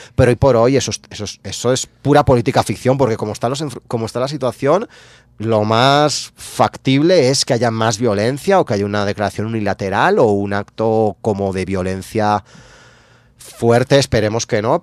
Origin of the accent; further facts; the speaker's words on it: Valencian Community, Spain; yo soy valenciano, que es una comunidad que está, hablamos catalán también, de hecho el siglo de oro de las letras catalanas fue en Valencia, y compartimos una cultura como muy fuerte, yo hablo catalán.